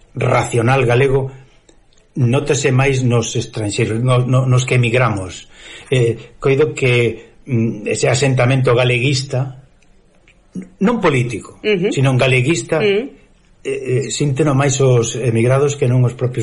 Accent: Galicia, Spain; Nós somos galegos exactamente porque sí.

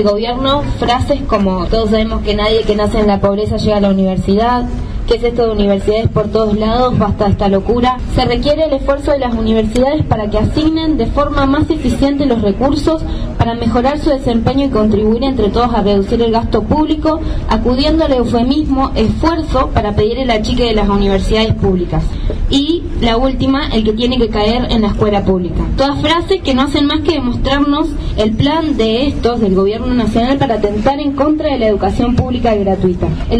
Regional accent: Ingeniero Jacobacci, Río Negro, Argentina; una región que es la de la línea sur, de la que yo vengo. Yo soy de Ingeniero Jacobacci, y es una zona donde no hay universidades

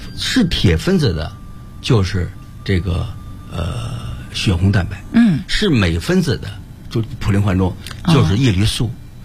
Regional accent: Beijing, China; 我们北京人非常喜欢吃这个东西

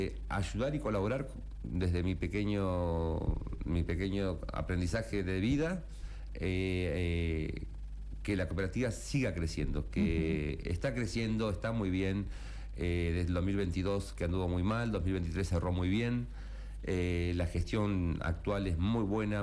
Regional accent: Comodoro Rivadavia, Chubut, Argentina; now in Merlo, Argentina; Vengo de Comodoro Río de Chubut, hace casi 11 años que estoy en Merlo, enamorado de Merlo San Luis.

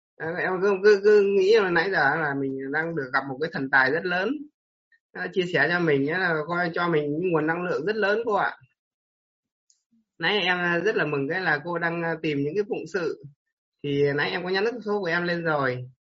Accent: Ninh Binh, Vietnam; em đến từ Ninh Bình cô ạ.

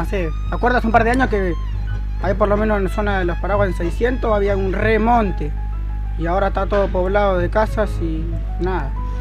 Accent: La Plata, Buenos Aires Province, Argentina; Pero prácticamente yo soy de Villa Elvira, pero después me pasé para el BA.

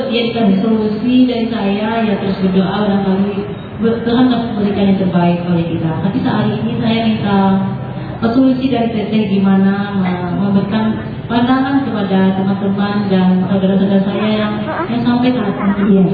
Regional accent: West Sumatra, Indonesia; kami yang berasal dari Sumatera Barat ini

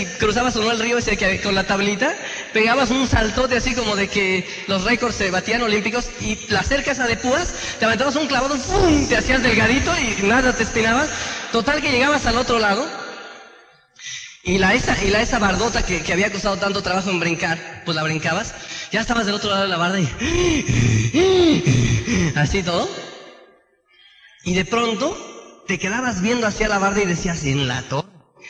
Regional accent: Tenancingo, State of Mexico, Mexico; allá de donde yo soy, de Tenancingo

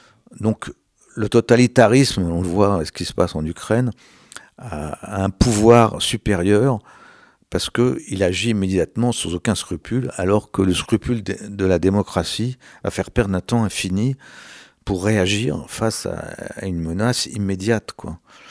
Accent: France; Je me suis intéressé au nucléaire, surtout en tant que Français.

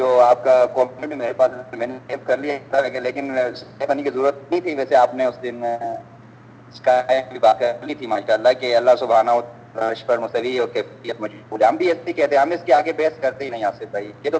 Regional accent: Attock, Punjab, Pakistan; پاکستان سے. ویسے تو میں, ہمارا جو آبائی جو شہر ہے نا اٹک ہے.

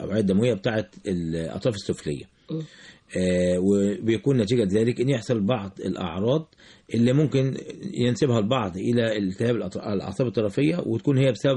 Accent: Egypt; احنا عندنا في مصر هنا العيان ما يكتشفش ان عنده سكر

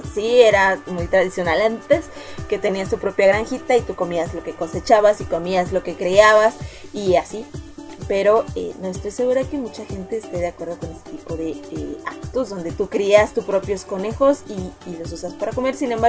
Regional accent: Mexico; Un machete en mi país, en algunas regiones se comen hormigas

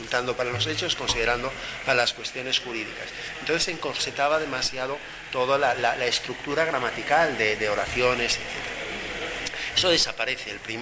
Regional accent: Asturias, Spain; moved away as an adult; Yo soy asturiano. Viví allí y me fui con una beca a estudiar al Instituto de Estudios Europeos de la Universidad de Bruselas, de la Universidad Libre de Bruselas.

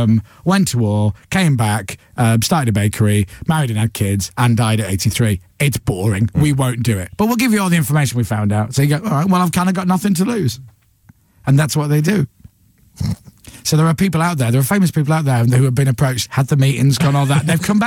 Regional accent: Leeds, Yorkshire and the Humber, United Kingdom; my mum's family's from Dublin, and my dad's, I'm from Leeds. My dad was born in Leeds, but his dad was born in Mayo, in Ireland.

